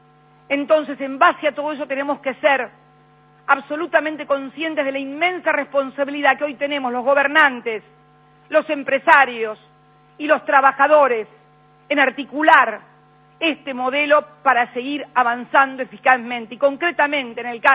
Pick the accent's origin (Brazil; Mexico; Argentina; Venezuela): Argentina; Nuestro país no es un país fácil. No somos fáciles los argentinos. Somos gente difícil.